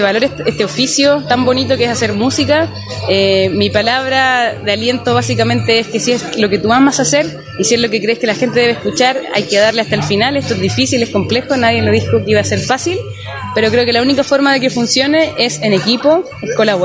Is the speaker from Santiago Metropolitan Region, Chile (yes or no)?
yes; San Bernardo, Santiago Metropolitan Region, Chile; Yo soy oriunda de la comuna de San Bernardo, de Santiago.